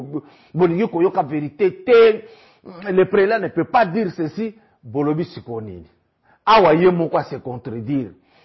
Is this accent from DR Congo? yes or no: yes; DR Congo; le président est bien-aimé ici chez nous en RDC